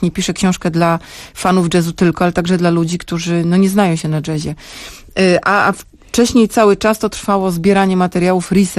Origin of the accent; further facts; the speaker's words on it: Sopot, Pomeranian Voivodeship, Poland; Jestem z Sopotu, pójdę na drugą stronę ulicy do Urzędu Miasta